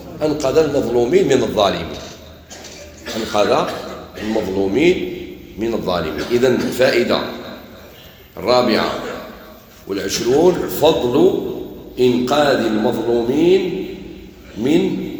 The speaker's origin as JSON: {"language": "Arabic", "country": "Algeria", "said": "قال لي انت منين؟ قلت له انا من الجزائر"}